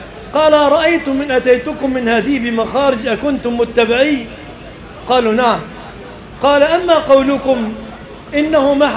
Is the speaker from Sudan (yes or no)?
no; Egypt; أن يحفظ بلادنا مصر آمنة من الفتن